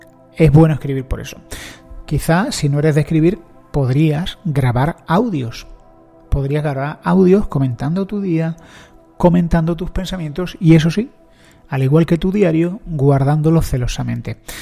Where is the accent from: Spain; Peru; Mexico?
Spain; yo soy un español